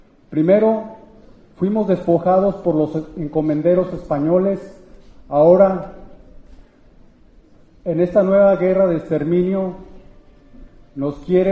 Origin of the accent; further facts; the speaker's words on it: Uruapan, Michoacán, Mexico; Yo vengo de Uruapan